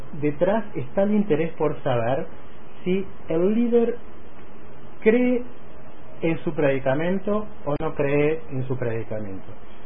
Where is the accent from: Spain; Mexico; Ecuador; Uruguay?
Uruguay; hay en mi país una cierta fantasía de que este tipo de fenómenos inherentes a lo que estamos hablando de los grupos sectarios o los nuevos movimientos religiosos no sucede. En el Uruguay hay todo tipo de prácticas religiosas